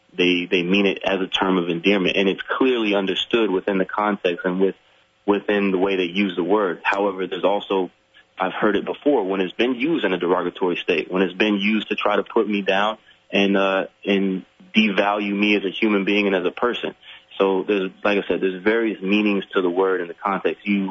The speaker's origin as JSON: {"language": "English", "region": "Florida", "country": "United States", "tie": "born or raised there", "said": "I grew up in Florida, near Alabama. The part of Florida where I live, they called it Southern Alabama."}